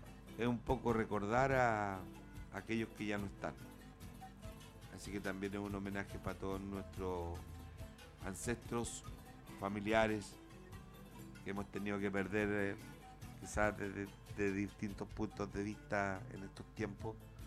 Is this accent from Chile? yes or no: yes; Chile; Bueno, somos chilenos, ahora vamos a arreglar las cosas, ¿cierto?